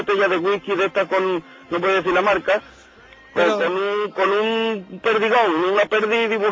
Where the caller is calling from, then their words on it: Marbella, Andalusia, Spain; Pues desde Málaga, desde Marbella.